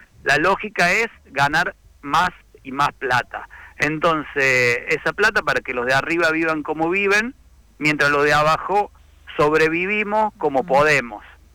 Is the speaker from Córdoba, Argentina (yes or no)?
yes; Colonia Caroya, Córdoba, Argentina; yo recuerdo mi niñez, mi infancia ahí en Colonia Carolla y la casa que ahora tiene mi mamá